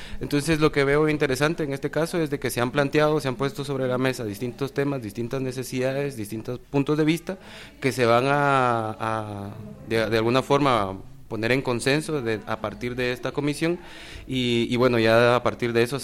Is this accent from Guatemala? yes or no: yes; Guatemala; tenemos las capacidades como ciudadanía guatemalteca